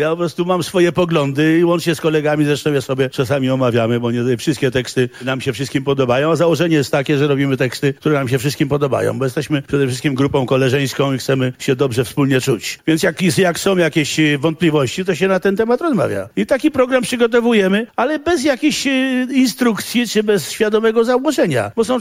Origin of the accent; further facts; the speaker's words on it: Warsaw, Masovian Voivodeship, Poland; Dla mnie jest ważne, bo ja jestem warszawiakiem przedwojennym.